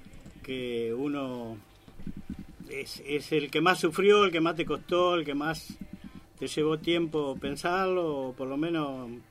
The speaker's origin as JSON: {"language": "Spanish", "country": "Uruguay", "said": "Después, a los 14 años, empecé a estudiar guitarra en Montevideo. Yo soy de Uruguay, como sabrán"}